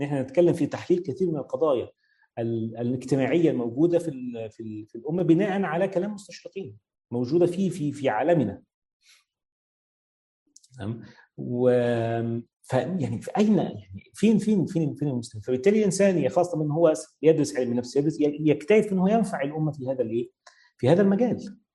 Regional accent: Egypt; زي مثلا عندنا في مصر

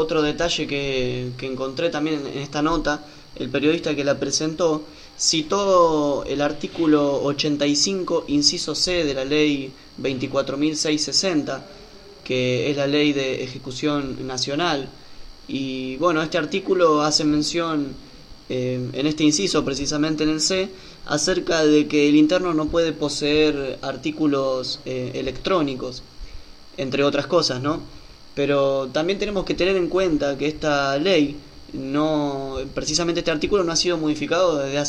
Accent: Buenos Aires, Argentina; muchos somos de Buenos Aires, me incluyo

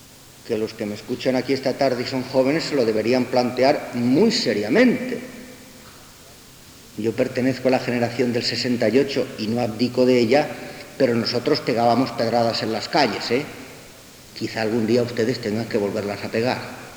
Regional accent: Balearic Islands, Spain; salvo, yo soy mallorquín, salvo las Islas Baleares

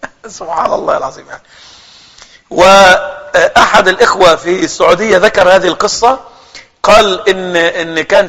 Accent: Egypt; مشهور عندنا في مصر بينطقوا الشهادتين على الذبيحة،

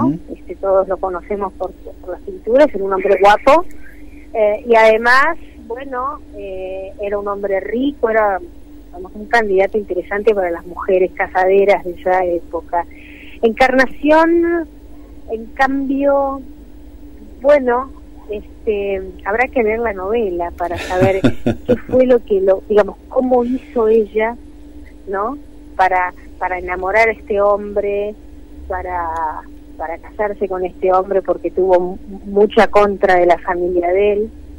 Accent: Mar del Plata, Buenos Aires Province, Argentina; now in Buenos Aires, Argentina; Estoy en Buenos Aires. Estoy ansiosa por viajar a Mar del Plata, mi ciudad natal.

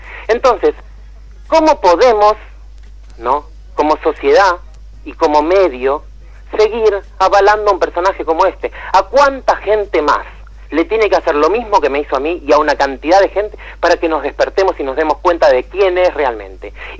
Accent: Argentina; lo que queremos que seamos vocero, digamos, de nuestra voluntad popular y de lo que nos reflejamos como argentinos

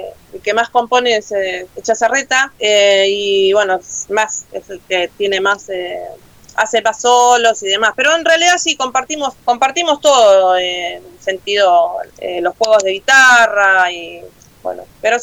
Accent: Buenos Aires, Argentina; ya saben que somos de acá de Argentina, de zona oeste.

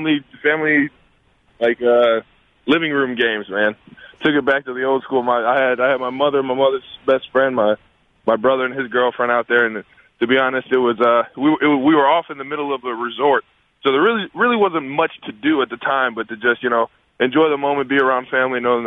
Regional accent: Cleveland, Ohio, United States; I mean, I'm from Cleveland, so I kind of peek at everything that goes on out there

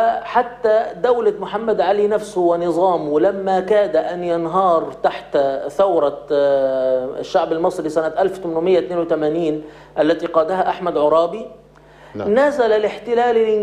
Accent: Egypt; أنا باعتباري مصري سأتكلم الآن عن مصر

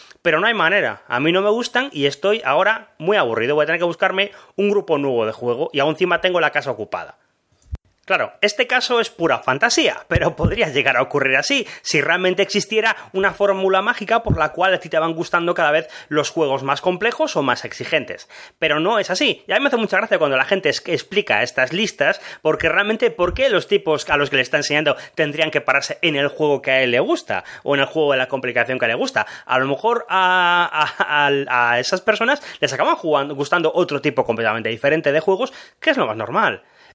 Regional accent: Málaga, Andalusia, Spain; de Málaga

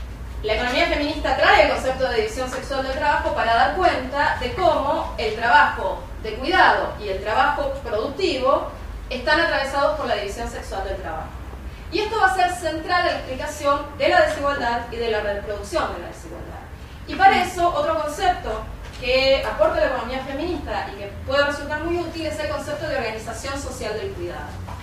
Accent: Buenos Aires, Argentina; Yo vengo de Buenos Aires

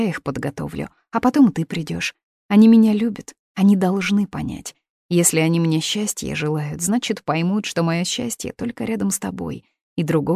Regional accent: Moscow, Russia; Мы, москвичи, любим простор, шум, движение, большие проспекты, большие дома.

